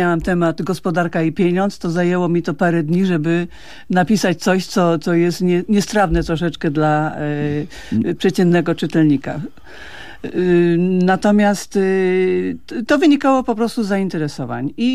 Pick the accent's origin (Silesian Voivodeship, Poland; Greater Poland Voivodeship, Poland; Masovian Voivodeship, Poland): Greater Poland Voivodeship, Poland; Kalisz; Ja akurat mam duży sentyment, ponieważ jestem z Kalisza